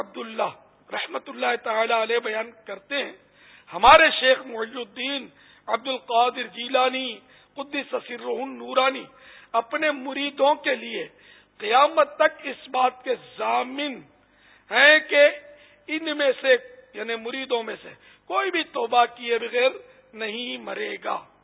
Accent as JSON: {"language": "Urdu", "town": "Karachi", "region": "Sindh", "country": "Pakistan", "tie": "born there", "said": "میں تو خیر باب المدینہ میں پیدا ہوا ہوں, وہ ہمارے ماں باپ وہاں کے تھے, تو وہاں پہلے سب یہ گوشت پاک کے ماننے والے ہوتے تھے مسلمان."}